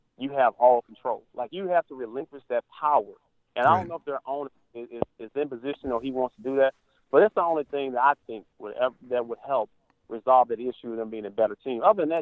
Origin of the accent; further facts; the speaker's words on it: Tennessee, United States; and I've kind of picked up my home state team, Tennessee Titans